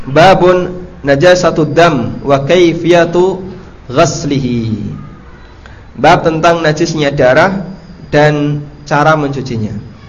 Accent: Paciran, East Java, Indonesia; Jadi di kampung saya dulu, tapi dulu ya, di Paciran, Lamongan, makan di warung itu menjatuhkan muru'ah.

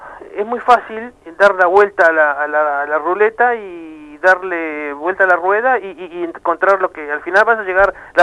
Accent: Uruguay; Para mí, como uruguayo nomás, me encantaría que todos los uruguayos tuvieran la máxima posibilidad de acceder a los medios

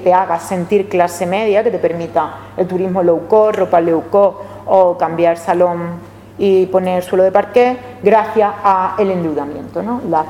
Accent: Seville, Andalusia, Spain; Yo es que soy de Triana, y bueno, pues a una parte importante de mi familia la expulsaron de Triana

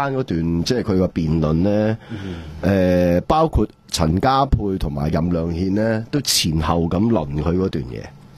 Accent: Hong Kong; 97年嘅时候话俾我哋香港人听，回归祖国系07、08年十年之后嘅过渡普选落空

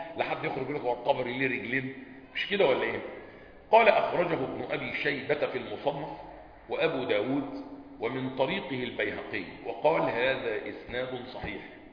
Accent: Egypt; مطبقه عندنا في مصر

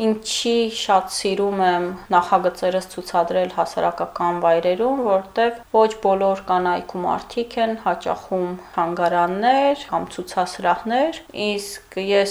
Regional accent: Khtsaberd, Nagorno-Karabakh, Azerbaijan; քանի որ ինքս Ղարաբաղցի եմ, Հադրութի Խծաբերդ գյուղի ու մանկությունից տեսել եմ այդ պատկերները

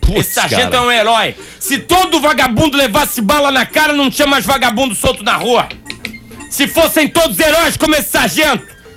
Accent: Florianópolis, Santa Catarina, Brazil; now in Porto Alegre, Brazil; Eu sou de Florianópolis, eu tenho um olhar sobre Porto Alegre, um olhar do estrangeiro.

